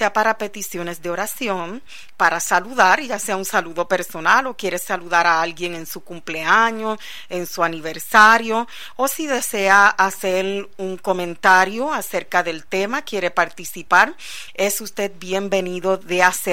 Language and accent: Spanish; Puerto Rico; somos ministros ordenados en Puerto Rico como pastores, y venimos desde Puerto Rico.